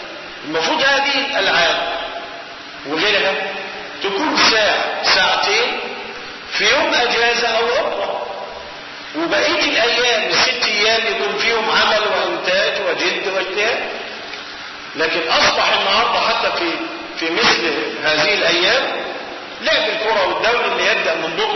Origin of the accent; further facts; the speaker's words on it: Egypt; ودخلت عندنا في مصر سنة 1921 مع احتلال الإنجليز لمصر